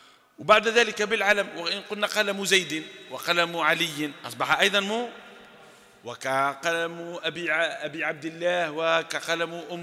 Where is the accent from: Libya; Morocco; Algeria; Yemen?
Algeria; أو حتى شائع عندنا في الجزائر في غير سوف